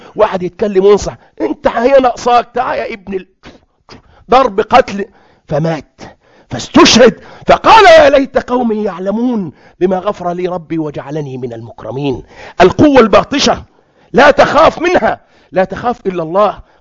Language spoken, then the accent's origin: Arabic; Egypt; بيسموه عندنا في مصر حمار العنب